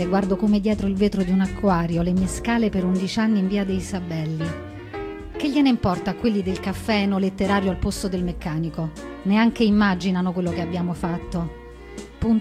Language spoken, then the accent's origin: Italian; Rome, Lazio, Italy; born there; C'ho 75 anni, sono nata a San Lorenzo, all'ospedale, cazzo, mica a casa.